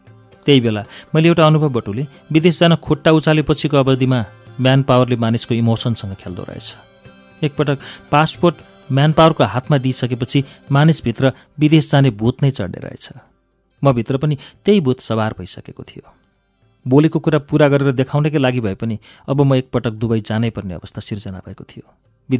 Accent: Kathmandu, Bagmati, Nepal; काठमाडौँको पुरानै बासिन्दा हो मेरो परिवार. उच्च मध्यमवर्गीय परिवारमा आरुबारी सिमलटारमा म जन्मिएँ.

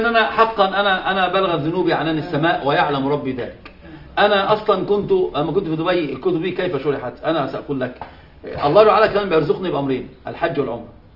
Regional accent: Egypt; هم عندنا في مصر يقول مبروم على مبروم ما بيلفش

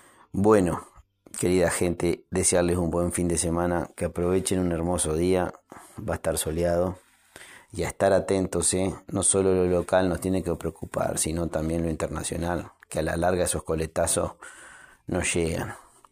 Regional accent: Uruguay; como ciudadano uruguayo lo digo

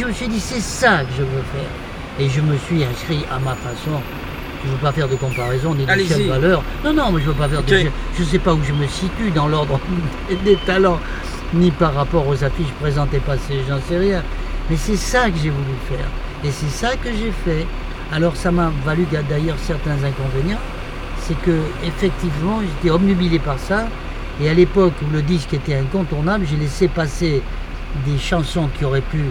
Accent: Bordeaux, Nouvelle-Aquitaine, France; Je suis né à Bordeaux, j'ai vécu les 21 premières années de ma vie à Bordeaux.

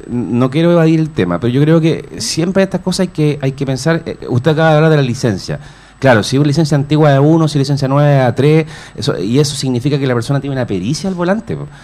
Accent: Chile; nuestra cultura como chileno a veces adolece del tema de la responsabilidad.

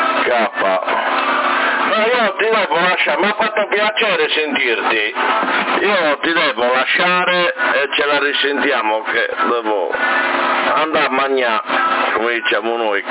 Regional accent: Sassari, Sardinia, Italy; io sono di Sassari, proprio Sassari, città.

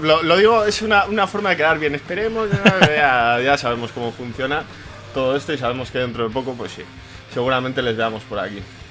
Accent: Bilbao, Basque Country, Spain; Yo que soy un bilbaíno de mierda. Que a mí, yo el euskera que he aprendido es el puto Sabino Arana, pues.

